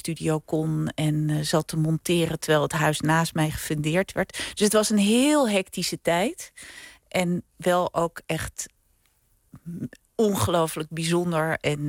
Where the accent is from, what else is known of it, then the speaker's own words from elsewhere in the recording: Edam, North Holland, Netherlands; Ja, ik ben opgegroeid in Edam.